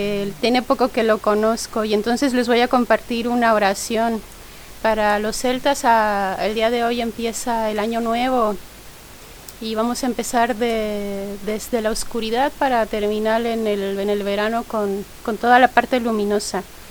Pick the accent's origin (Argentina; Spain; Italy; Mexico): Mexico; a mí me gustaría decir que vengo de México y en México nosotros celebramos con fiesta.